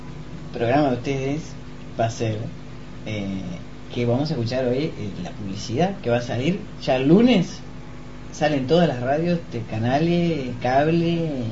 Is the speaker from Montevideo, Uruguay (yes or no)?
yes; Montevideo, Uruguay; Yo soy de acá, de la Comercial.